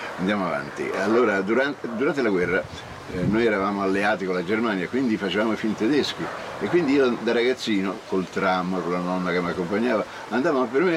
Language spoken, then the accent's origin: Italian; Florence, Tuscany, Italy; now in Rome, Italy; Io non è che sono romano, ma vivo a Roma dallo scoppio della guerra, quindi io poi parlo 4-5 dialetti in modo perfetto. Fiorentino, perché sono fiorentino d'origine.